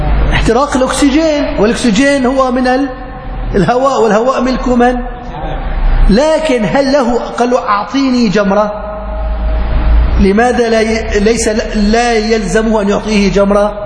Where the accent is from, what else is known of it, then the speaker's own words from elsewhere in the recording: Aleppo, Aleppo Governorate, Syria; يعني عندنا بحلب ما مسموها بحرة، مسميها بركة.